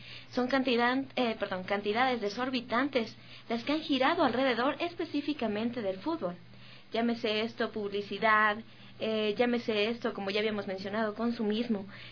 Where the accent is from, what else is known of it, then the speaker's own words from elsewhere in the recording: Ecuador; Pero ¿qué hay de aquellas victorias que como ecuatorianos hemos tenido?